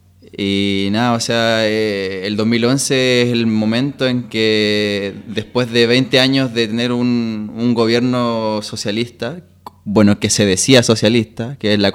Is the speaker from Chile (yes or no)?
yes; Chile; now in Palma, Spain; soy chileno, estoy de principio de octubre del año pasado aquí en Palma, estudiando intercambio, y bueno, y allá en Chile estudio en el norte, en la ciudad de Arica.